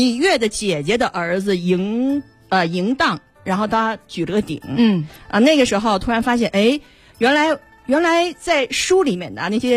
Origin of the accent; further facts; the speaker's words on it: China; 我们是中国人